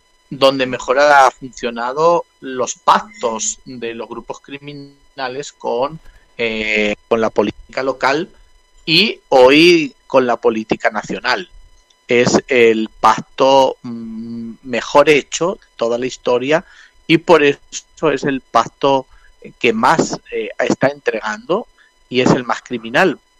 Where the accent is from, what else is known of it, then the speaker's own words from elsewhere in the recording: El Salvador; Yo soy salvadoreño y creo que hoy El Salvador nos necesita más que nunca.